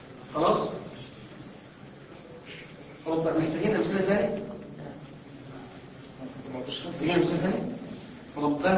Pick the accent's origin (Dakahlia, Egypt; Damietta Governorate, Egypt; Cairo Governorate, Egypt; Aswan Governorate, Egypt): Aswan Governorate, Egypt; Aswan; معلش معلش انا من اسوان خلي بالك